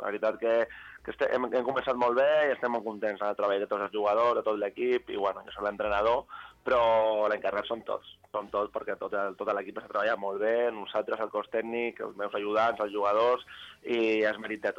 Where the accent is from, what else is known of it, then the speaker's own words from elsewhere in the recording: Rubí, Catalonia, Spain; vaig començar al Rubí, que vas estar 2 anys, que és l'equip del meu poble